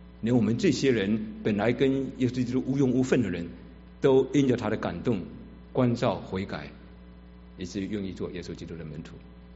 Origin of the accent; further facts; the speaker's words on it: Fujian, China; 许多人都知道我在福建的一个海岛长大，在海岛长大的孩子多半比较活泼可爱，也狭隘无知。